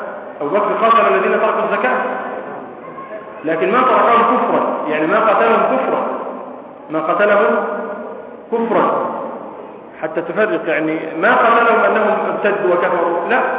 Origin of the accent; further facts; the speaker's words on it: Egypt; لكن الذين يعني تكلموا بهذه المسائل أكثر عندنا في مصر